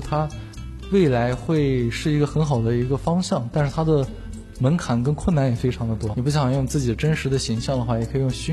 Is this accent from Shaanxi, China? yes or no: yes; Xi'an, Shaanxi, China; 那时候我初一，那时候在我的老家是一个省会城市，在西安